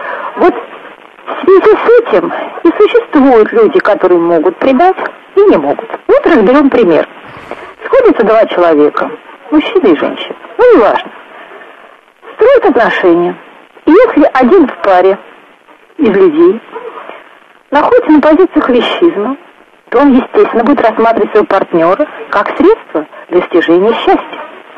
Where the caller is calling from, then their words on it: Samara, Samara Oblast, Russia; Я из Самары. Слушаю нашу передачу.